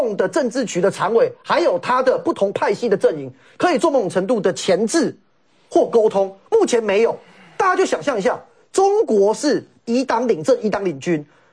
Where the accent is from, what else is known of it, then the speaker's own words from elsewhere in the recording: Taiwan; 我们台湾人怎么面对？